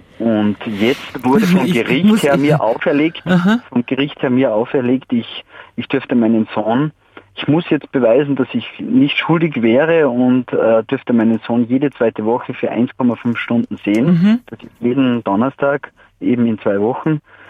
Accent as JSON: {"language": "German", "region": "Salzburg", "country": "Austria", "lives_now": "Vienna, Austria", "said": "Ich bin ein Salzburger, nur ich bin wegen meiner Frau nach Wien gezogen"}